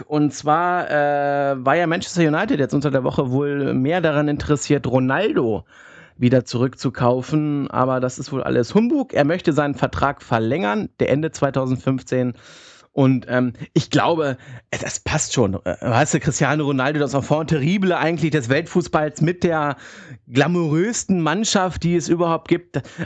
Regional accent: Hanover, Lower Saxony, Germany; Ich als Hannoveraner würde mir, glaube ich, schon wünschen, dass der Junge nach Hannover kommt

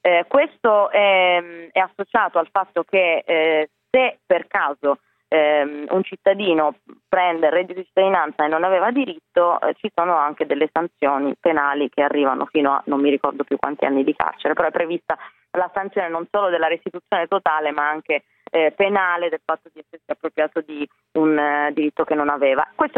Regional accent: Piedmont, Italy; Tra l'altro io vengo da una regione come quella piemontese, del Piemonte, io sono piemontese

